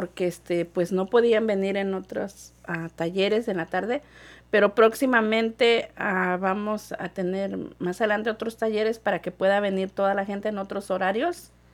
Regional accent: Mexico; Y en México, bueno, nosotros somos de México, ¿verdad?

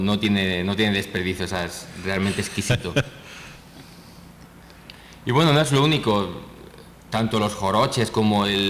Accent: Spain; moved away as an adult; now in Mexico; Como español que viene invitado a este hermoso proyecto

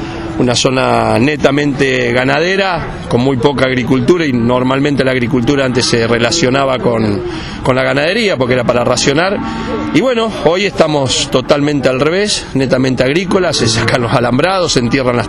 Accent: Roosevelt, Buenos Aires Province, Argentina; América, Roosevelt, mi pueblo se llama Roosevelt, está dentro del distrito

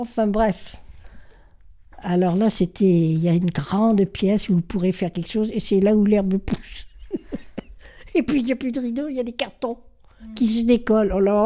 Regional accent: Serre, France; born there; Je suis née à Serre. Maman avait déjà le bar, épicerie.

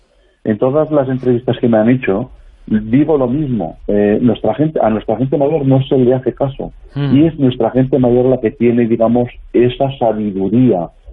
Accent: Valderrobres, Aragon, Spain; born there; Yo nací ahí en el Matarraña, en Valderrobres, lo que es su capital en estos momentos

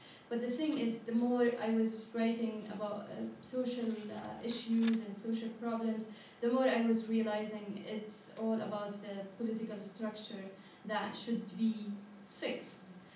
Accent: Yemen; Like, I come from Yemen

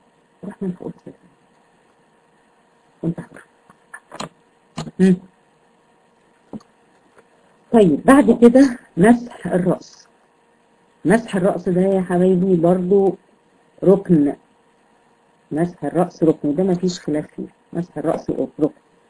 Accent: Egypt; يعني احنا عندنا في مصر بنسميها الكوع

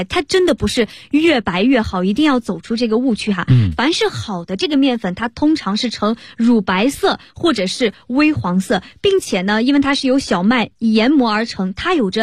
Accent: Shandong, China; 对，我是山东人

